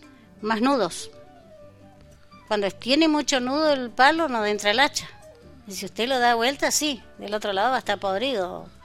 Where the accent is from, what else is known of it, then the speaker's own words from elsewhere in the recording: Machín Ahogado, Río Negro, Argentina; born there; representé Machín Ahogado, yo soy nacida en Machín Ahogado.